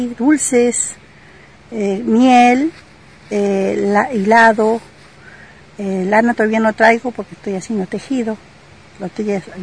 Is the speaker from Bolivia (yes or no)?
no; Mallín Alto, Río Negro, Argentina; yo también soy de Mallín Alto